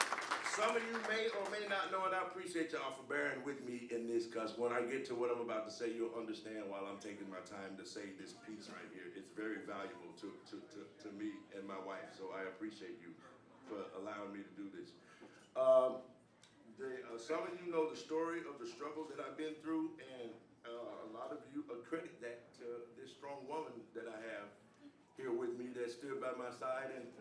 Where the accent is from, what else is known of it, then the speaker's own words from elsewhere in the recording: Memphis, Tennessee, United States; They've came all the way to my hometown of Memphis, Tennessee, and come to a show that I've done.